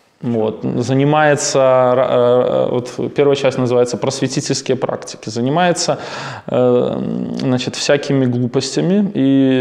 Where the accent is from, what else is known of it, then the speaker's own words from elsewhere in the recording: Belarus; Ну, потому что мы ощущаем, что мы все-таки белорусы, у нас своя страна.